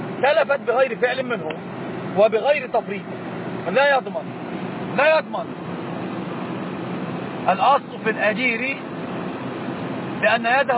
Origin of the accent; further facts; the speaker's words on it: Egypt; ما طبعا غير عندنا في مصر،